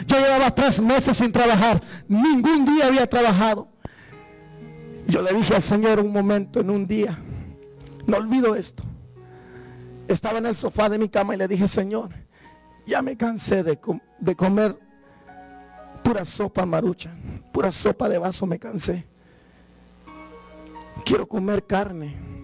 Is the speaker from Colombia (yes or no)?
no; Guatemala; moved away; El recuerdo que yo tengo cuando yo me vine de Guatemala, soy de Guatemala.